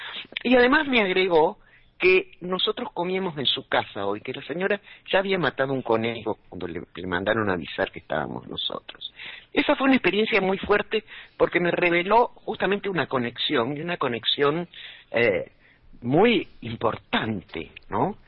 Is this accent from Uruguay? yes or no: no; Argentina; fui como una argentina más. Y al llegar a España, al pueblo de mamá